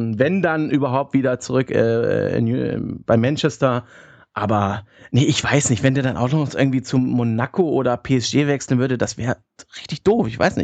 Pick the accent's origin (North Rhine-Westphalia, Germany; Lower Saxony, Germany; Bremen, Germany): Lower Saxony, Germany; Hanover; Ich als Hannoveraner würde mir, glaube ich, schon wünschen, dass der Junge nach Hannover kommt